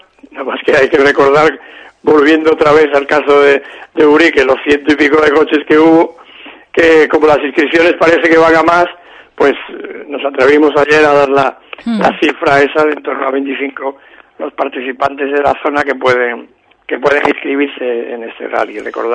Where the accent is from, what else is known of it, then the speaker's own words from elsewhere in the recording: Andalusia, Spain; Somos así, los andaluces somos así, nos gusta hacer todo a última hora.